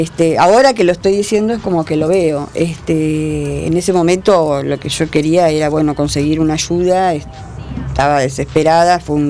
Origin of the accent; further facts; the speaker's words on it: Uruguay; moved away as an adult; now in Argentina; nosotros somos mi marido era uruguayo, yo soy uruguaya. Yo me casé a los 19 años, nos casamos en Uruguay y nos vinimos para acá, para la Argentina.